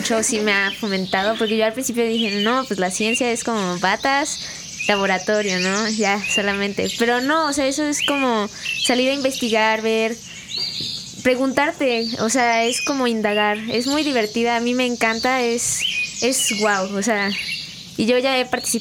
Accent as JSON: {"language": "Spanish", "town": "Xalapa", "region": "Veracruz", "country": "Mexico", "said": "Sí, soy de Xalapa"}